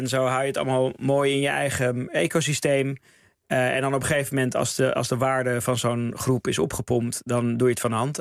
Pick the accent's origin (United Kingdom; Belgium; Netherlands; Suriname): Netherlands; Amsterdam, North Holland; Zeker, ja, ik kom uit Amsterdam.